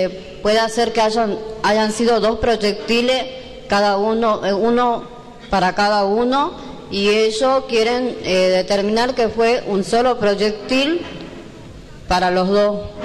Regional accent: Ledesma, Jujuy, Argentina; Buenas noches a todos. Soy de Ledesma.

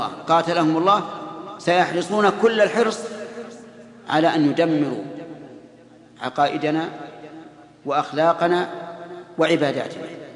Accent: Saudi Arabia; نجد أن بلادنا السعودية مغزوة من كل جانب

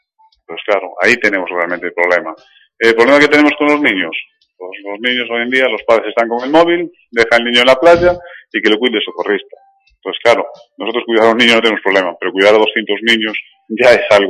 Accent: Galicia, Spain; Yo vengo de Galicia, que realmente allí sol tenemos muy poquito, pero aquí sí que he notado el cambio

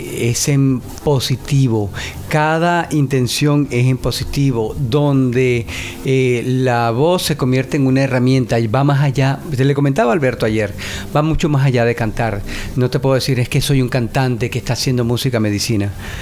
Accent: Venezuela; now in United States; yo soy venezolano, radicado ya hace muchos años en Estados Unidos

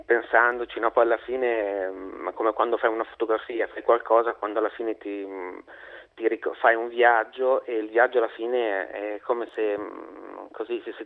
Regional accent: Lonate, Lombardy, Italy; Io sono proprio di Lonate, sì, sì.

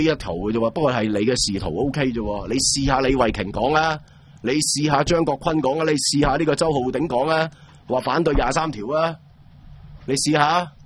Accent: Hong Kong; 我哋香港人，你咪最多睇下半年咩环境咯

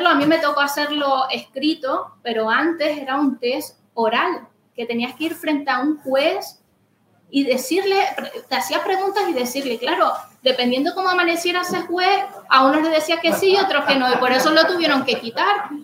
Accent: Venezuela; now in Spain; Yo soy una cómica latinoamericana afincada en España, vengo de Venezuela.

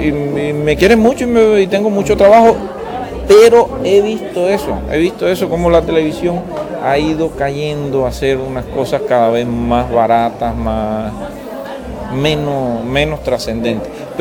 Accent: Cuba; born there; nací en Cuba

